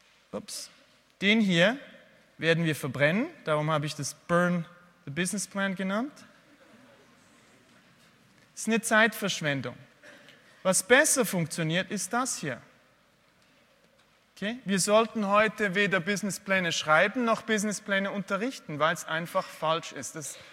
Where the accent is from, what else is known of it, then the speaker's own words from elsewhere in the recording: Switzerland; Ihr müsst mir schon mal verzeihen, ich habe ein bisschen Mühe mit Deutsch sprechen. Einerseits bin ich Schweizer, aber andererseits spreche ich sehr selten eigentlich Deutsch, weil ich eher im englischsprachigen Bereich unterwegs bin und weil meine Frau und meine Kinder Französisch sprechen.